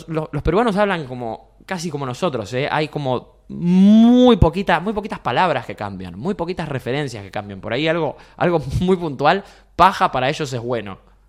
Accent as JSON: {"language": "Spanish", "region": "Montevideo", "country": "Uruguay", "said": "Montevideo, somos más tranquilos acá."}